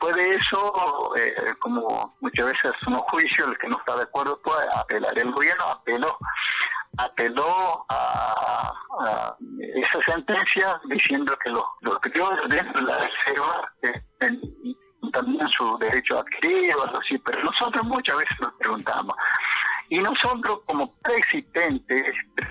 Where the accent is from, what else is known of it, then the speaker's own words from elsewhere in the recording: Argentina; Y así podemos entendernos, podemos como ciudadanos argentinos